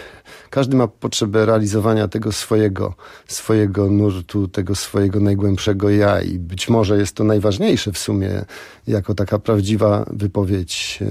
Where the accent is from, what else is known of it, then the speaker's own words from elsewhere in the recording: Sopot, Pomeranian Voivodeship, Poland; Ja jestem w ogóle Sopocianinem, urodzonym zresztą w Sopocie.